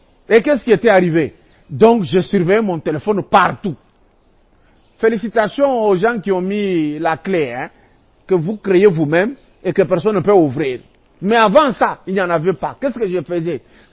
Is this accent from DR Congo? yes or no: yes; DR Congo; Mais ici, chez nous, au Congo, en RDC